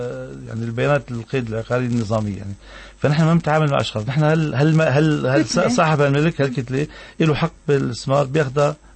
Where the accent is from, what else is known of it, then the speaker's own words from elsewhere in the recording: Tartus, Tartus Governorate, Syria; أنا ممثل عن مدينة طرطوس وتعنيني المدينة كما يعنون الأهالي. أنا مدافع عن مدينتي